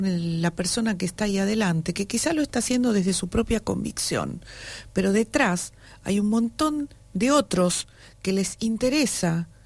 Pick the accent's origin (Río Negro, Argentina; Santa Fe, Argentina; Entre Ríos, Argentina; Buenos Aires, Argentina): Buenos Aires, Argentina; Para la gente de allá, nos dicen los porteños, y somos los porteños.